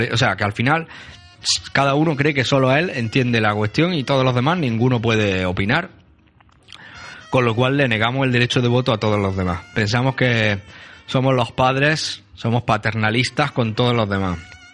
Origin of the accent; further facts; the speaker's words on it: Spain; somos españoles latinos calientes